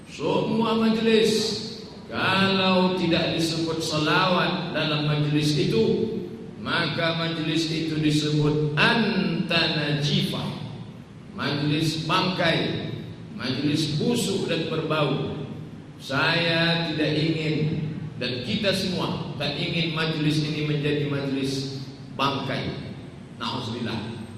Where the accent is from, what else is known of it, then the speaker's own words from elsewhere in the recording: Pekanbaru, Riau, Indonesia; Saya dari Pekanbaru Riau